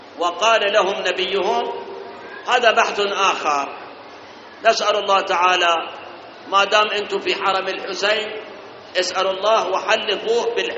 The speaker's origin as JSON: {"language": "Arabic", "country": "Iraq", "said": "إحنا واجبنا كعراقيين وكمسلمين"}